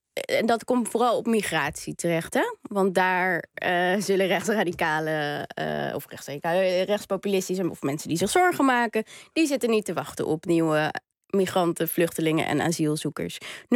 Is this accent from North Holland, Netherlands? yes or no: yes; Amsterdam, North Holland, Netherlands; ik kom uit Amsterdam-Zuid